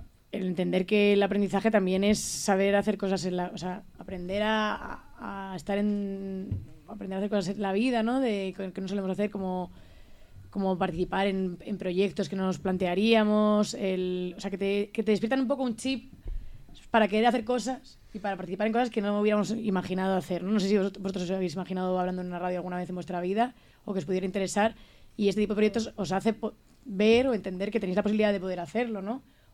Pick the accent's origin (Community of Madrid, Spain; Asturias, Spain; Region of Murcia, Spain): Community of Madrid, Spain; Madrid; Soy de Madrid, nací en Madrid y he vivido toda mi vida en Madrid. Bueno, viví en Tres Cantos y ahora ya estoy viviendo en el sur de Madrid, por la zona de Carabanchel, al lado del instituto